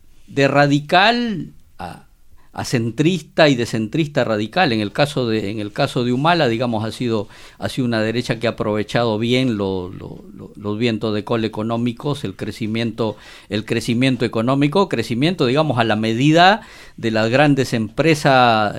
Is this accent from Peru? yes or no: yes; Peru; esta experiencia de la derecha ya viene en mi país, por ejemplo, en Perú, desde 1990